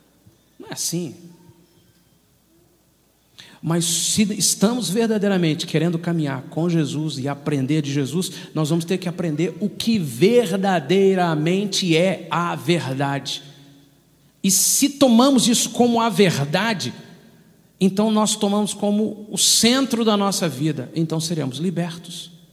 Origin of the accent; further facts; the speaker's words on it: Minas Gerais, Brazil; Como um bom mineiro, eu estava sentado numa das reuniões